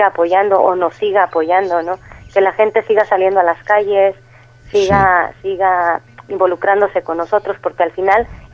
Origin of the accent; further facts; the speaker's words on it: Mexico; Yo al final soy mexicana, o sea que yo antes lo veía todo desde fuera.